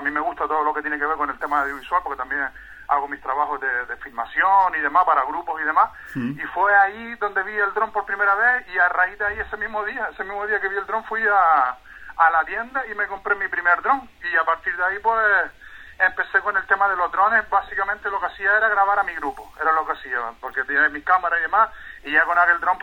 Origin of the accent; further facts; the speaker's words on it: La Aldea de San Nicolás, Canary Islands, Spain; visitar lugares de mi tierra, porque yo soy aldeano de la aldea San Nicolás